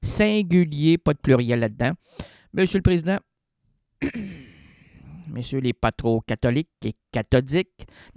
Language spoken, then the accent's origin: French; Matane, Quebec, Canada; Moi, je suis un Québécois néo-irlandais venu de Matane. Non, je suis un francophone, mais je parle pas le Québécois. Je parle le français.